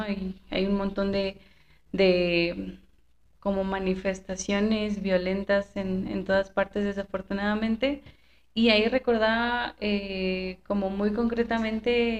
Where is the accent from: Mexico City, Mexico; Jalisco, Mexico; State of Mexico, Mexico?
State of Mexico, Mexico; Zinacantepec; Pero pues no, o sea, nosotros somos de Sinacantepec, de San Luis Mextepec, muy, muy